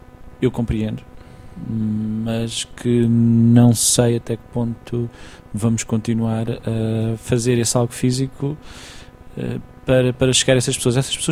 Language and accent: Portuguese; Tomar, Santarém, Portugal; Sou natural de Tomar.